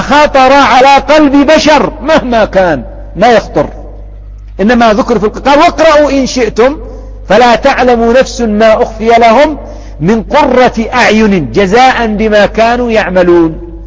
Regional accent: Yemen; أو يطلب علم ها هنا عندنا في اليمن

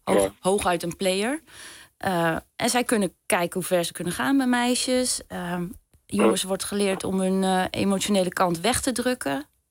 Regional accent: Overijssel, Netherlands; ik kom dan uit Zalland en ik heb familie in Twente

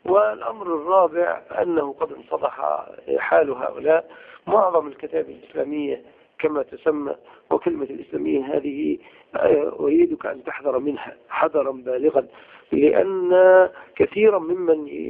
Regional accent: Egypt; عندنا في مصر التكفير والإخوان

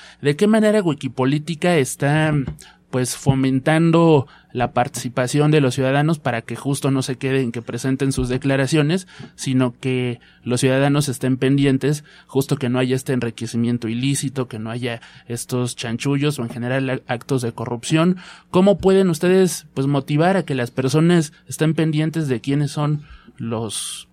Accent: Mexico; si revisamos un poco pues nuestra historia como mexicanos, pues es difícil que como sociedad nos comprometamos con algo.

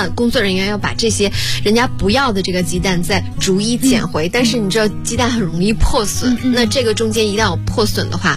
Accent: Northeast China, China; 就我们东北人会

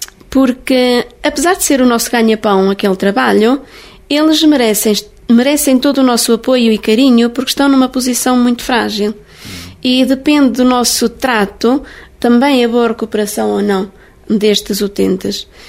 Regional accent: Timor-Leste; now in Portugal; Eu vim de Timor-Leste passado 3 anos e meio, trabalhei num lar de idosos em Trancoso 4 anos e meio

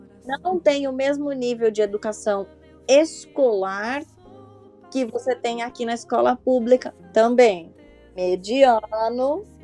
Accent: São Paulo, Brazil; aqui no Brasil, pelo menos da onde eu sou, de São Paulo

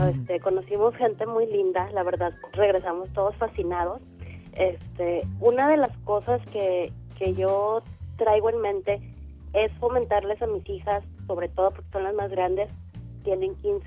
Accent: Monterrey, Nuevo León, Mexico; Soy la única regia que está por ahí blogueando.

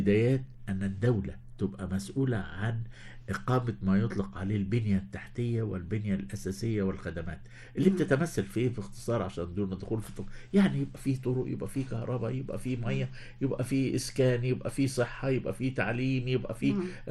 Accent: Egypt; حتى أن يمكن شعورنا كمصريين ككل

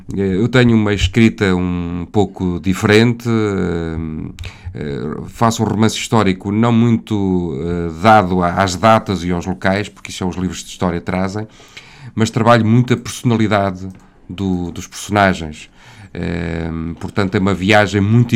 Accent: Covilhã, Castelo Branco, Portugal; Venho da Covilhã e já fui jornalista durante uns anos

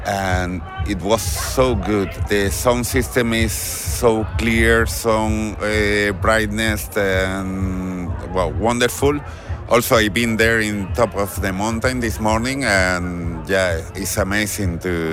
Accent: Fuerteventura, Canary Islands, Spain; I come from Fuerteventura and I'm really glad to be here

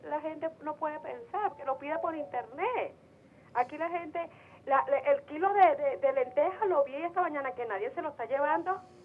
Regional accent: Venezuela; Pero como soy venezolana

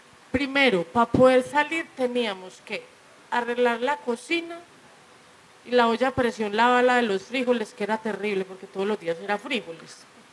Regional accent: Medellín, Antioquia, Colombia; porque yo me crié en Manrique

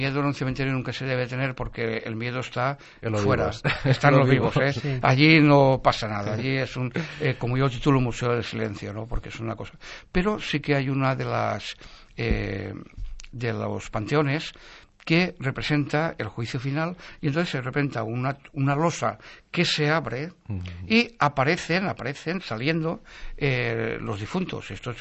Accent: Valencia, Valencian Community, Spain; born there; la historia del barrio Carmen, que es la historia donde el del barrio donde yo nací.

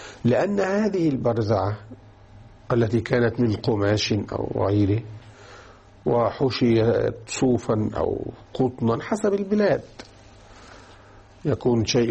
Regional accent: Egypt; أو كانوا يسمونها باللغة الدارجة عندنا في مصر المستحية.

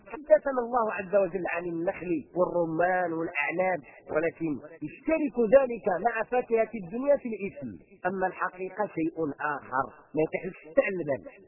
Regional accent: Morocco; احنا عندنا في المغرب لأنه قضية جغرافية، عندنا في المغرب الشرقي والغربي، الغربي كيجي مزيان والشرقي كيجي حار

